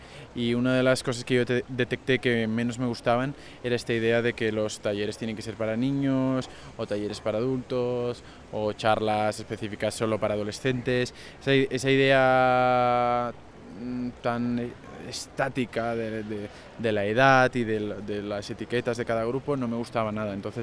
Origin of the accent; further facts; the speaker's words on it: Barcelona, Catalonia, Spain; soy de Barcelona, tengo 31 años y trabajo en diferentes instituciones y museos de Barcelona y de España.